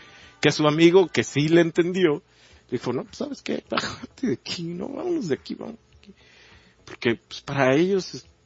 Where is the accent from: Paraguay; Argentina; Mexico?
Mexico; nosotros como mexicanos lo podemos entender muy coloquialmente